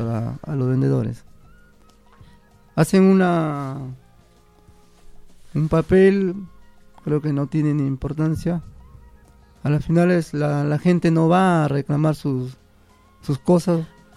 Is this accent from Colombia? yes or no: no; Peru; Yo soy peruano